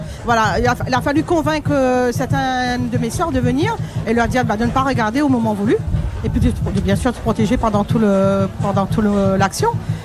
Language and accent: French; Saint-Pierre, Réunion; De Saint-Pierre.